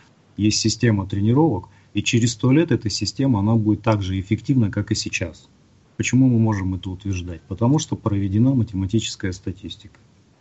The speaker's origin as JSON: {"language": "Russian", "town": "Chelyabinsk", "region": "Chelyabinsk Oblast", "country": "Russia", "said": "Я из Челябинска"}